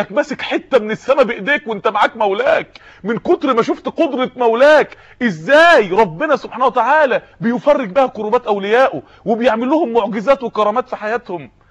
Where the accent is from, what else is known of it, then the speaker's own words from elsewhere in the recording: Mansoura, Dakahlia, Egypt; في بعض الناس يعني عندنا في المنصورة